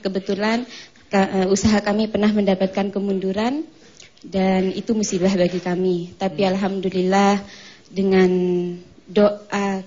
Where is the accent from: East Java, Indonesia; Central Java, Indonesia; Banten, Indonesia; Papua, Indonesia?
East Java, Indonesia; Jember; saya berasal dari Jember.